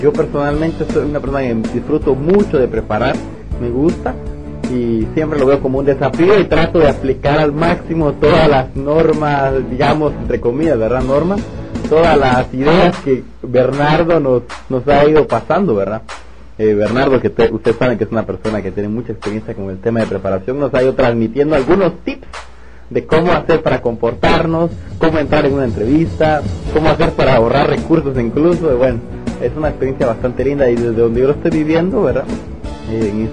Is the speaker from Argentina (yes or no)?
no; Guatemala; now in Montevideo, Uruguay; soy de Guatemala